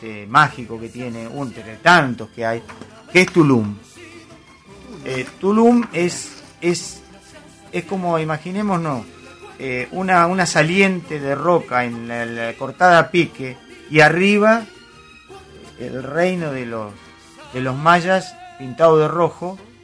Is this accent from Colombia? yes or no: no; Argentina; yo soy argentino y voy a veranear a Argentina y voy a Mar del Plata